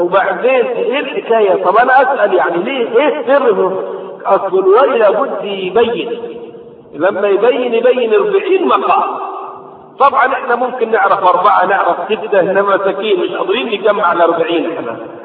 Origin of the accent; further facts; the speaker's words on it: Egypt; ضريح عندنا في مصر